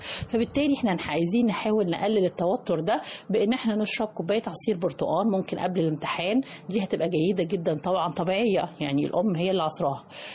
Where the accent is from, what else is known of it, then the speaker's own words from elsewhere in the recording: Egypt; لانه للأسف الشديد احنا كمواطنين مصريين بناخد كمية قليلة جدا من الالياف الغذائية